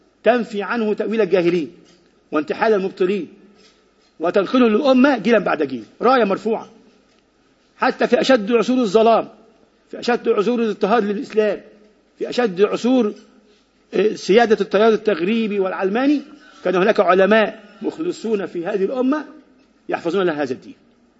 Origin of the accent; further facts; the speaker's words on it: Egypt; وعندنا في مصر إنه بنطبق الليبرالية القومية الموجودة دلوقتي